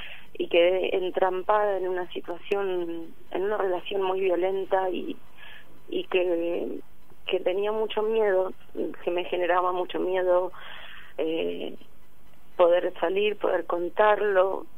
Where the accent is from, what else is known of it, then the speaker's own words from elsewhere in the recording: Tandil, Buenos Aires Province, Argentina; Yo soy de acá, nací acá, estuve trabajando en Mar del Plata mucho y en Buenos Aires. Pero en este momento estoy acá.